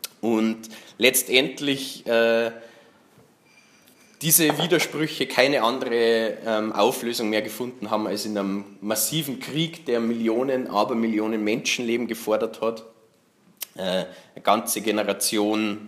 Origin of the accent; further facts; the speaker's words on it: Germany; Also ich kann da nicht für mich reden. Ich bin aus Deutschland und deswegen lerne ich natürlich nichts über einen Streik in Österreich.